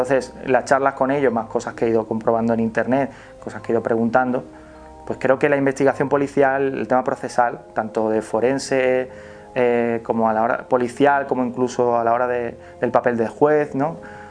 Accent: Carmona, Andalusia, Spain; en mi pueblo, en Carmona. Lo que pasa es que mi pueblo es bastante grande, no es ni siquiera un pueblo, tiene el título de ciudad, Carmona.

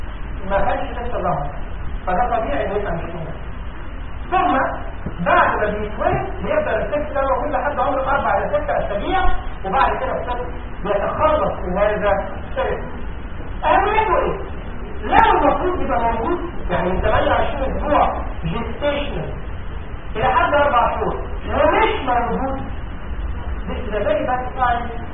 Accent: Egypt; عندنا في مصر في المعالم المركزيه كلها في الصحه

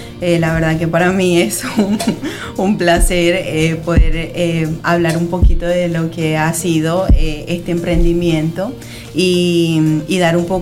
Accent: Venezuela; en mi país, en Venezuela, trabajaba como educadora con el Ministerio de Educación.

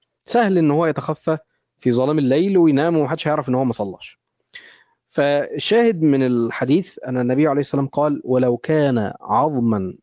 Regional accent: Egypt; يعني تخيل احنا عندنا في مصر حاليا كيلو اللحمه وصل كام؟

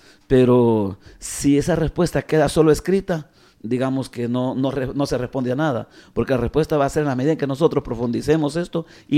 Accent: El Salvador; En mi caso como salvadoreño, un sacerdote que se identificara con los campesinos

